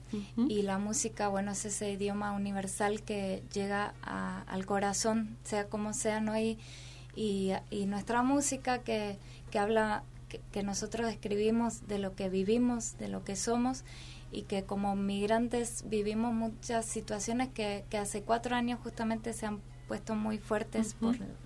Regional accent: Argentina; como yo soy argentina, él es mexicano, viajamos por todo el mundo

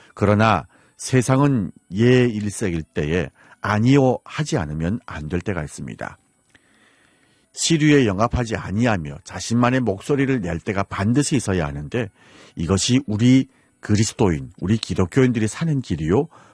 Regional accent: Hamhung, South Hamgyong, North Korea; now in Seoul, South Korea; 저는 함흥에서 온

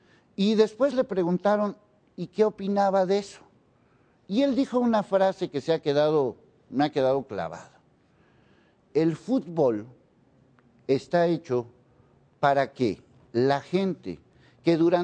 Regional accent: Mexico; a lo mejor somos indecentes los mexicanos

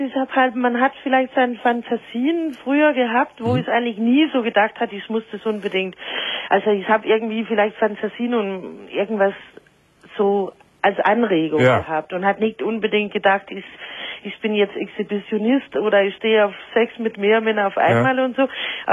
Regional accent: Denmark; German is a second language; Aus Dänemark.

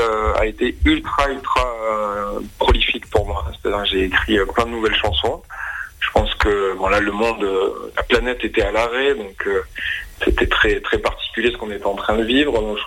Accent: Montpellier, Occitanie, France; Station balnéaire, pas loin de chez moi, à Montpellier.

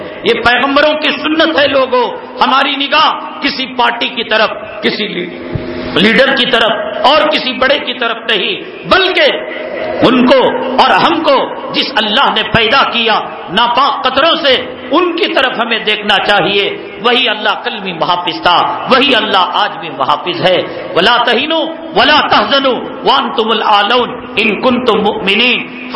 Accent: Karnataka, India; میں اسی سرزمین سے تعلق رکھتا ہوں, سرزمین ٹیپو سے, ہمارے علاقے میں پروگرام کے لیے آئے

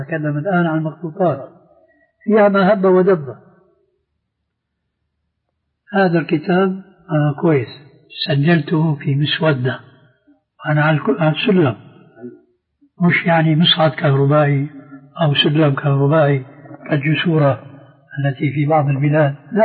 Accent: Syria; وبلطو سيرة أيضا يقولون عندنا في الشام

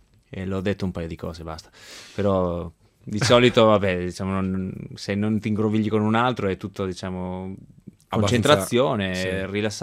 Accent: Spain; Italian is a second language; A surfare non sono mai stato, però essendo spagnolo un pochettino conosco.

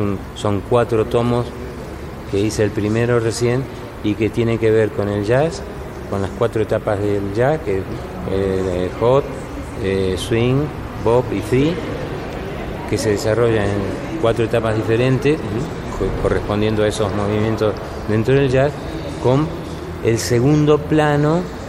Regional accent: Argentina; moved away as an adult; now in Spain; cuando yo me fui de Argentina era época de la dictadura todavía.

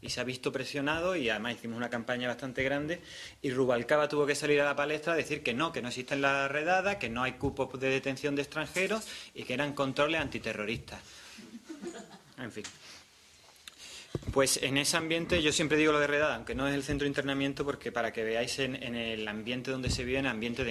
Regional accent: Málaga, Andalusia, Spain; La realidad de Madrid, yo además vengo de Málaga, y noté que era diferente

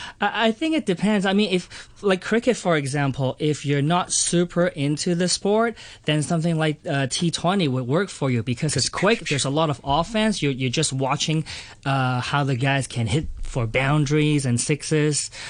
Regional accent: Hong Kong; moved away; growing up in Hong Kong in the 80s

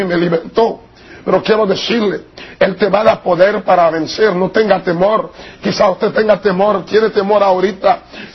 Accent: Haiti; De los zombies, cómo lo resucitan, lo puede cuidar Fenca en mi país.

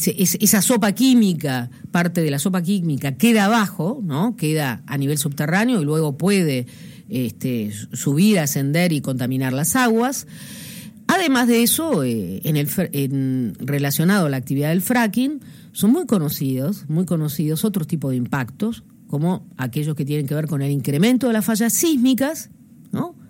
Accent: Allen, Río Negro, Argentina; Yo vengo del Alto Valle de Río Negro, nací en una localidad, Allen, que tiene unos 30.000 habitantes, que se dedica desde hace casi 100 años a la producción de peras y manzanas. Mi familia se dedica a las chacras también

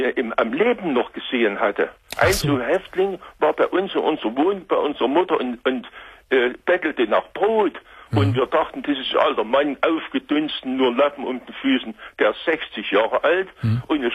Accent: Buchenwald, Thuringia, Germany; Ich komme aus Buchenwald, wollte ich noch sagen.

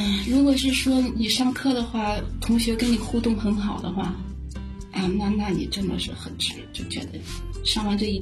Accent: Linyi, Shandong, China; 我们不在城市，我出生在山东临沂的一个沂蒙山区。我们那个山区里是各个地方过去的，就是它是一个军工区域，军工厂。

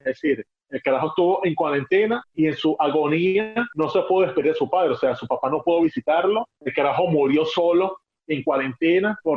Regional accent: La Guaira, Venezuela; Coño de la madre, ¿por qué mi pueblo siempre? Ah, no, ya sé por qué. El puerto, coño de la madre.

